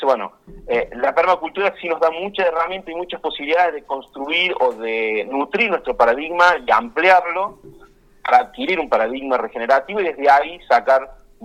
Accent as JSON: {"language": "Spanish", "town": "Oncativo", "region": "Córdoba", "country": "Argentina", "tie": "born or raised there", "said": "En una primera etapa vinimos mucho de nuestro pueblo natal, éramos como cerca de 6-7 familias que vinimos de Oncativo"}